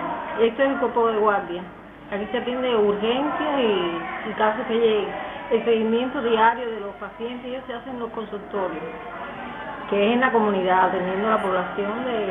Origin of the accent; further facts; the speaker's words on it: Pinar del Río, Cuba; Soy de Pinar.